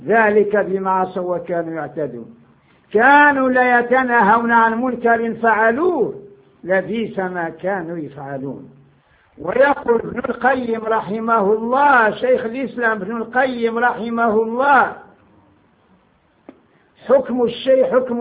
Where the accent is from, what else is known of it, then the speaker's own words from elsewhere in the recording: Morocco; قلت له انا مغربي.